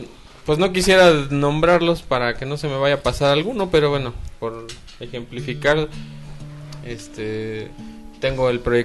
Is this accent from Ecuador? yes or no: no; Mexico City, Mexico; now in Pachuca, Mexico; yo vengo del DF.